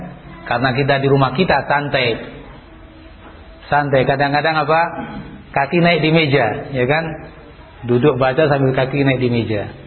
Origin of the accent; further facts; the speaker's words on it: Java, Indonesia; Ini karena saya orang Jawa jadi bahasanya bahasa Jawa